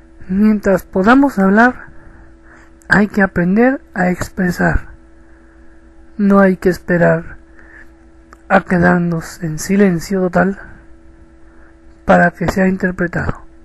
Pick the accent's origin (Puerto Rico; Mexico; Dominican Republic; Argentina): Mexico; de México.